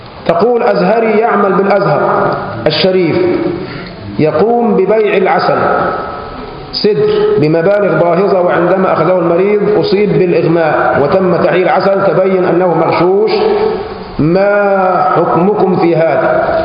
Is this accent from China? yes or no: no; Egypt; هو عندنا في مصر بالذات